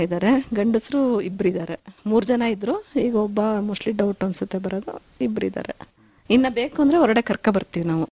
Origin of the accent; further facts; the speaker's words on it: Hassan, Karnataka, India; ನಾನು ಹುಟ್ಟಿ ಬೆಳೆದಿದ್ದು ಹಾಸನ್ನು, ಎಜುಕೇಶನ್ ಎಲ್ಲ ಮೈಸೂರು JSS ವುಮೆನ್ಸ್ ಕಾಲೇಜ್ ಅಲ್ಲಿ ಆಯ್ತು.